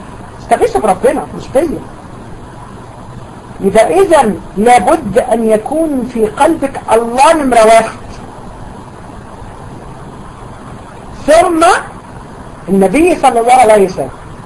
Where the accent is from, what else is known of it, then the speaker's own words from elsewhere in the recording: Egypt; ده اسم على فكرة منتشر جدا في عندنا في دمياط وبورسعيد